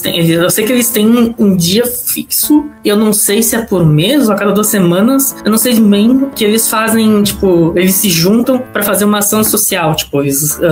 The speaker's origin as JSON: {"language": "Portuguese", "town": "Pelotas", "region": "Rio Grande do Sul", "country": "Brazil", "tie": "born or raised there", "lives_now": "Porto Alegre, Brazil", "said": "Sou do Rio Grande do Sul, nascido e criado em Pelotas, mas hoje eu moro em Porto Alegre."}